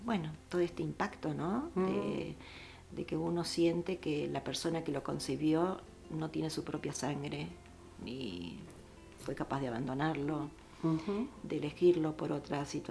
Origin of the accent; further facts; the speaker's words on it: Kyiv, Ukraine; Somos de Kiev.